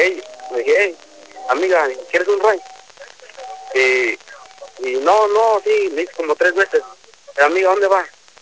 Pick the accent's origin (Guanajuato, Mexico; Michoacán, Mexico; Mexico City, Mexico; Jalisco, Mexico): Guanajuato, Mexico; Rancho Viejo; now in Austin, United States; Yo soy de Rancho Viejo, municipio de Guanajuato. Estoy aquí en Austin, Texas.